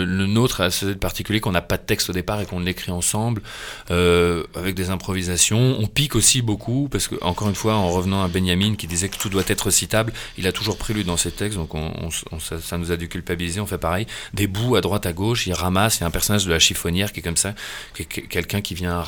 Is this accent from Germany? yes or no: yes; Germany; moi qui n'ai pas vécu, j'ai grandi en Allemagne